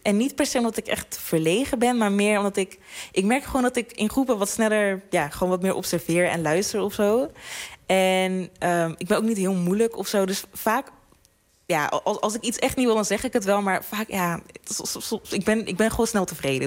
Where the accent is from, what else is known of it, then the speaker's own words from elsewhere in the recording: Breda, North Brabant, Netherlands; moved away as an adult; now in Schiedam, Netherlands; Want ik kom eigenlijk uit Breda.